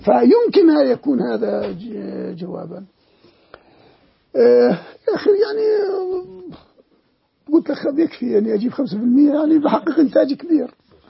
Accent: Jordan; عندنا في الأردن، لا نريد أن نذهب بعيدا هنا وهنا وهنا

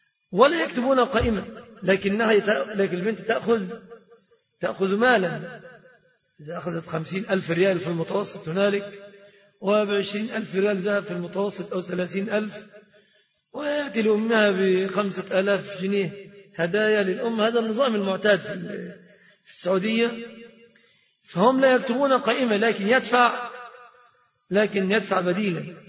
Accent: Egypt; فهذه صورة الصداق عند الغالبية العظمى في بلادنا مصر.

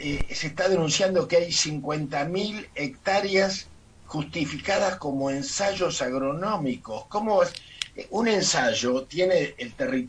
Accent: Argentina; y como argentinos nos dimos un gran gusto, ¿no?

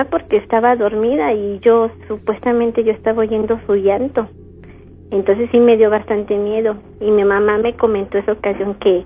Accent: San Juan del Río, Querétaro, Mexico; Vengo de San Juan del Río

